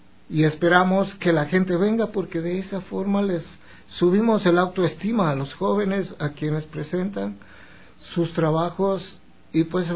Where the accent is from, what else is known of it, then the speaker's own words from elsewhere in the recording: Ecuador; pero como somos ecuatorianos, será entre las 6:30 y 7.